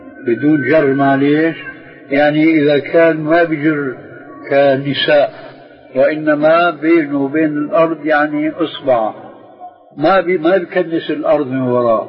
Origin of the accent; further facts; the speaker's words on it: Syria; في بنطلون عندنا في الشام مضى عليه زمن يسموه شرلستون